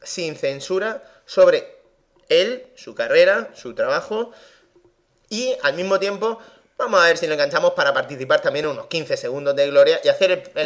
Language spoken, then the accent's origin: Spanish; Region of Murcia, Spain; ¿Y cómo es que nos vamos a Alicante si somos murcianos?